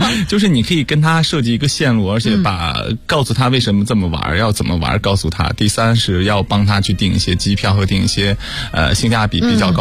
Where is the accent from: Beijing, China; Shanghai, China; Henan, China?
Henan, China; 因为我们家是河南的